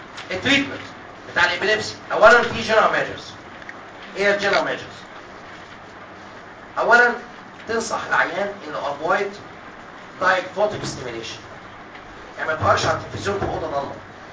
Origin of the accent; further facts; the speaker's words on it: Egypt; Actually, عندنا في مصر لازم تثبت انك epileptic عشان تاخد رخصة عمالة